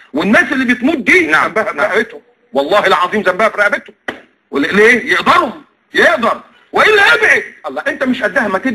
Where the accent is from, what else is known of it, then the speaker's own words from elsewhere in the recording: Egypt; يعني مصر للاسف انا مكسوف وانا قاعد ان انا ابقى مصري